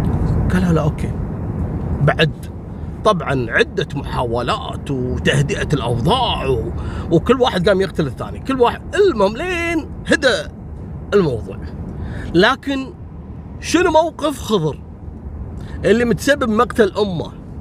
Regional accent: Kuwait; أيام الثمانينات في كثير عراقيين عندنا في الكويت

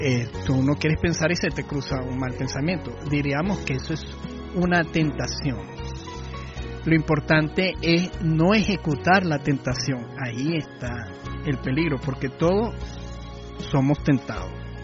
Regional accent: Dominican Republic; Soy dominicano a las arandelas.

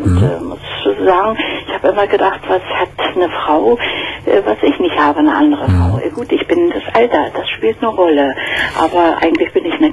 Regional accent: Berlin, Germany; ich komme aus Berlin und da sind doch immer in der Tageszeitung solche Anzeigen.

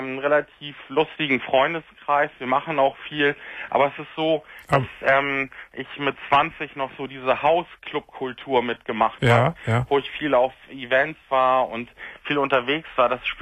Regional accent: Hamburg, Germany; Und ich komme aus Hamburg, also wohne in der Nähe von der Außenalster, wo ich früher immer drum gejoggt bin.

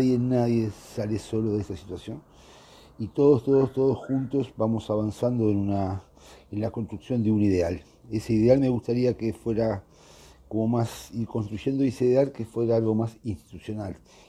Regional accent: Uruguay; me parece que nosotros como uruguayos, en esta democracia muy particular

